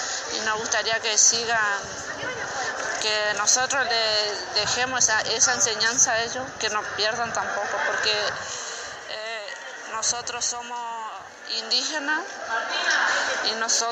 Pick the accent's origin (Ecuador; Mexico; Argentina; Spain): Argentina; Chaco; first language Toba; Spanish is a second language; Nosotros somos del Chaco. Vinimos al 35 Encuentro de Mujeres.